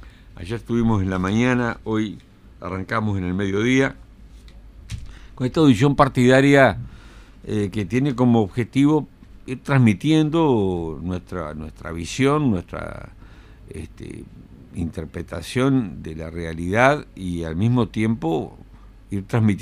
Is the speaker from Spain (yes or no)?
no; Uruguay; Que como uruguayos lo que estamos haciendo es exigirle al gobierno que tenga una actitud digna